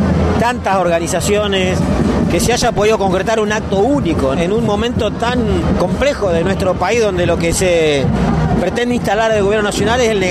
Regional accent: Neuquén, Argentina; Yo soy de Neuquén

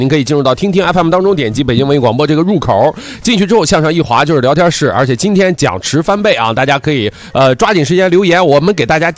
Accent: China; 我们中国人

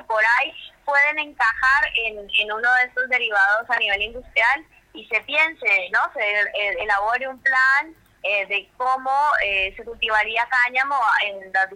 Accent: Colombia; now in Argentina; Soy colombiana, hace 14 años vivo acá

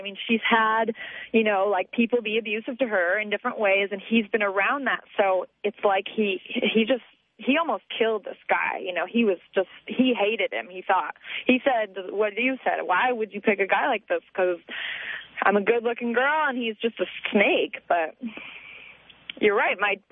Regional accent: Agoura Hills, California, United States; I mean, I grew up in Agoura Hills, California. That's the only place I've ever lived.

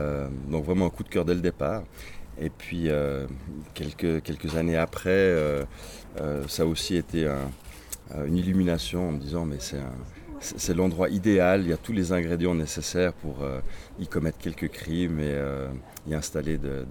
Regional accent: Switzerland; born there; je suis né en Suisse, donc on va dire je suis quasiment suisse. Mon père est allemand, ma mère suédoise.

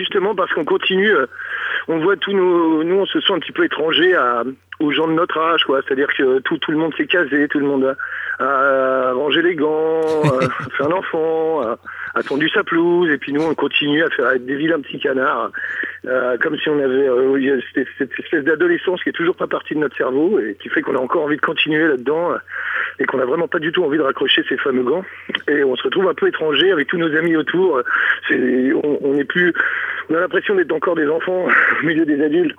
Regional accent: Île-de-France, France; On est du Val d'Oise

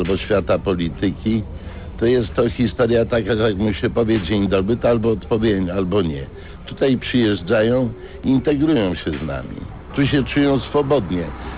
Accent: Kraków, Lesser Poland, Poland; born there; Nie, ja nie jestem stąd. Ja urodziłem się w Krakowie. Mama moja budowała nową hutę jako murarka, a tata był zawodowym wojskowym.

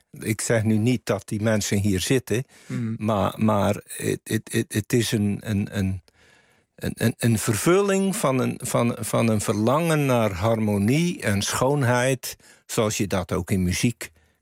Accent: Zeeland, Netherlands; Ik kom uit Zeeland, uit de wijsheid van Walcheren.

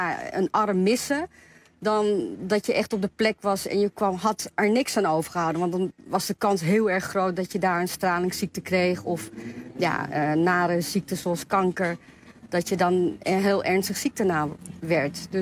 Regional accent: Amsterdam, North Holland, Netherlands; born there; ik ben Japans, maar ik ben in Amsterdam-Noord geboren. Dus mijn ouders zijn wel Japans. En mijn moeder die komt uit Hiroshima.

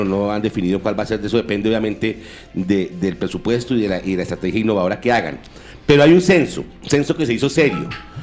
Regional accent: Soacha, Cundinamarca, Colombia; Mire, es que yo soy de Soacha, yo vivo en Soacha, yo tengo casa en Soacha.

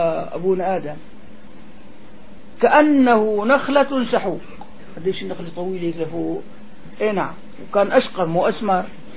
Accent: Damascus, Damascus Governorate, Syria; هون عنا ما بيعملوا هون عنا لحد ما فيه كله شق عندنا في دمشق كله شق

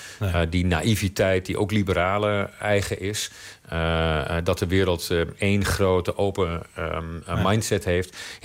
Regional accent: Netherlands; daar moeten wij als Hollanders

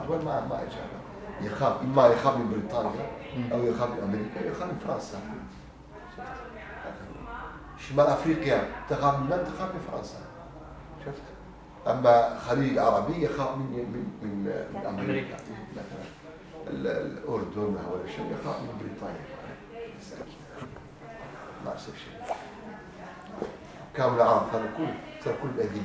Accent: Turkey; فقلت أنا تركي أصلا كان عندي جواز بلجيكي

